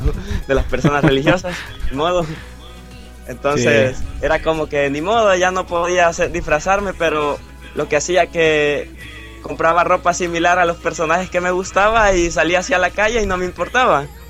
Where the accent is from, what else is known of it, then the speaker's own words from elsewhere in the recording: El Salvador; algunos amigos me dicen, sos … sin duda, güey. Hasta ahorita creo que llevo ese trono.